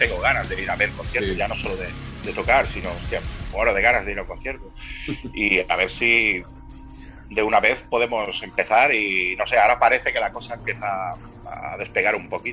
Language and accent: Spanish; Girona, Catalonia, Spain; algunos somos de Girona Ciutat, otros de alrededor